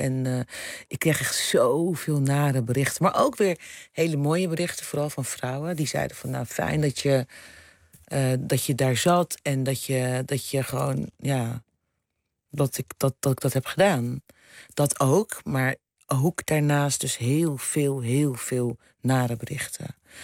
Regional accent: Rotterdam, South Holland, Netherlands; now in Amsterdam, Netherlands; ik ben een Rotterdammer in Amsterdam. Ik ben een moeder, ik ben een biculturele vrouw.

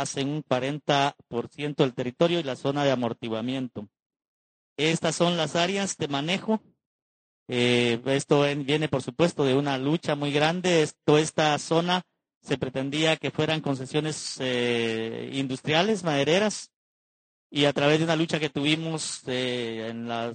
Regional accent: Petén, Guatemala; La zona de donde vengo, que es el departamento de Petén, es la tercera parte del territorio nacional

